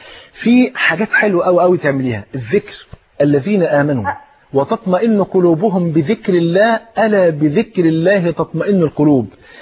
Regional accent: Egypt; أنا ملاحظ بعد الثورة إحنا إحنا إحنا نفسنا كمصريين نفرح بقى

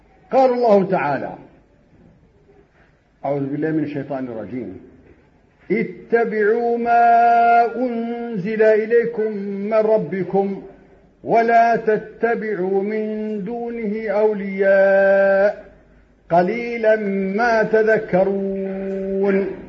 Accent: Morocco; وهذا مجرب عندنا في المغرب وفي كل مكان

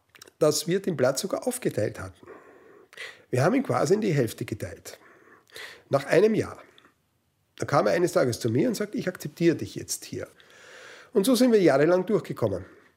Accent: Vienna, Austria; born there; Ich bin also in Wien geboren und komme aus einer, kann man sagen, also sehr konservativen Musikerfamilie.

